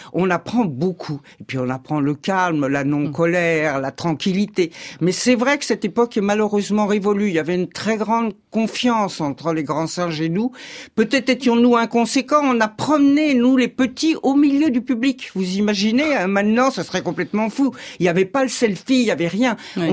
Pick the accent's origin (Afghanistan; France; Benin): France; Versailles, Île-de-France; born there; Je suis née à Versailles. Moi, j'étais au lycée de jeunes filles de Versailles avec la blouse